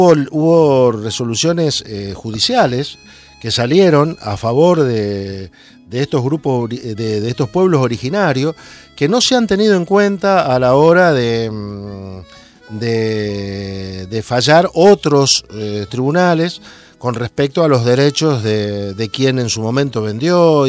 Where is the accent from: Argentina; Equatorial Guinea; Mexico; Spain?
Argentina; Santa Fe; en el caso mío, que venimos de la provincia de Santa Fe, conocemos mucho